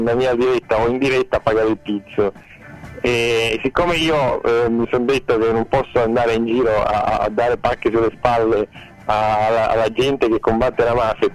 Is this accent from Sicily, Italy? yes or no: yes; Palermo, Sicily, Italy; essendo palermitano faccio fatica a sentire quella che di fuori che parla in palermitano